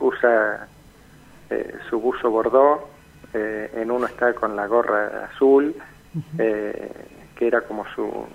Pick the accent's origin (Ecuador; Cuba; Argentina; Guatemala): Argentina; La Plata, Buenos Aires Province; Yo, que soy platense, pero no vivo en La Plata